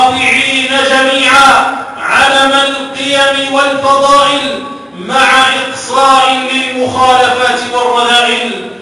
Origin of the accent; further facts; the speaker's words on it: Algeria; للتصدي لكل المؤامرات التي تحاك ضد بلدنا الجزائر